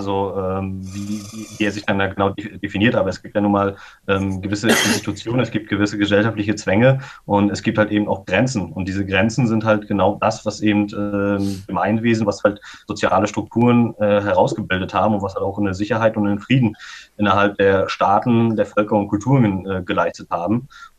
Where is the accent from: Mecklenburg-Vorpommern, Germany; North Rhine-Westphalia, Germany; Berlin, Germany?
Mecklenburg-Vorpommern, Germany; Rostock; die zentralste Bindung habe ich natürlich an meine Region Rostock, ja, weil ich halt hier aufgewachsen bin. Aber genauso bin ich ja auch Deutscher, weil ich die deutsche Sprache spreche